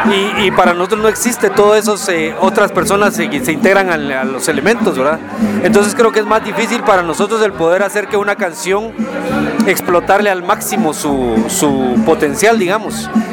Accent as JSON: {"language": "Spanish", "town": "Guatemala City", "region": "Guatemala Department", "country": "Guatemala", "tie": "born there", "said": "Yo nací en Guatemala, en la capital de Guatemala, en el Hospital Nacional, digamos, de allá. Y pues, pues ahí me tocó ser centroamericano"}